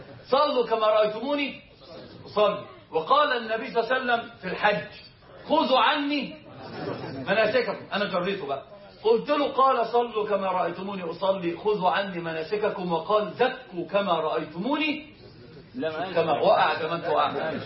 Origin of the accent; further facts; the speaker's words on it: Upper Egypt, Egypt; احنا عندنا في الصعيد بيحلفوا بيه فقرين القران.